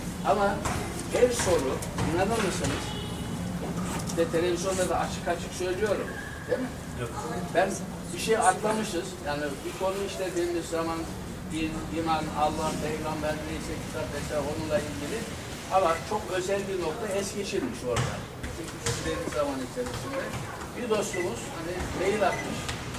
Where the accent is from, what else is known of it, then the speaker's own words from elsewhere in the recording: Kayabaşı, Konya, Turkey; born there; ben aslen Konya doğumluyum. Konya'nın Beyşehir'in Kayabaşı köyü var. Ben orada doğdum. Okur yazar olmayan bir ailenin çocuğuyum.